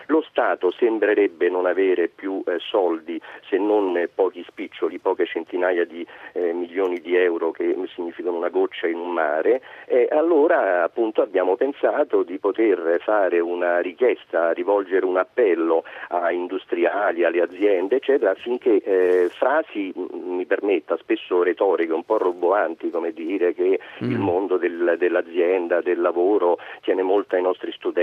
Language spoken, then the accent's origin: Italian; Milan, Lombardy, Italy; now in Rome, Italy; Io vivo a Roma, pur essendo milanese, e devo aggiungere interista